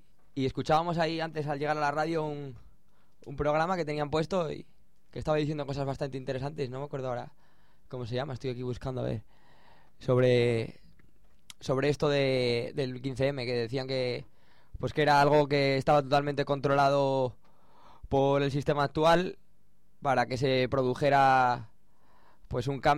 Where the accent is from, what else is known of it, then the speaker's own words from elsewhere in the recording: Avilés, Asturias, Spain; se dio en Avilés, que es de donde soy yo